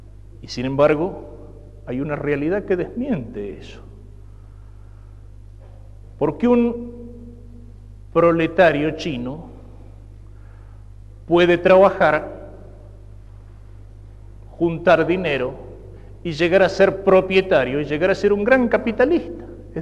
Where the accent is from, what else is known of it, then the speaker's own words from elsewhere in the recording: Argentina; Pero yo no podría dejar de pensar y de sentir como un argentino. No lo puedo cambiar.